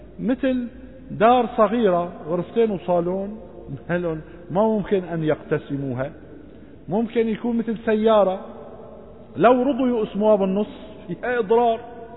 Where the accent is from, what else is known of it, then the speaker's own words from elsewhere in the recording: Syria; إلغاء الشفعة من القانون عندنا في سوريا